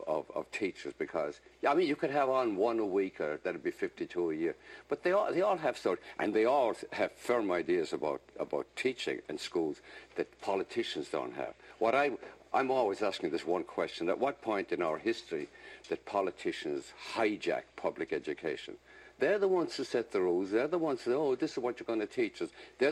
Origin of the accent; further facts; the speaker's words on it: Ireland; Because, I'm Irish.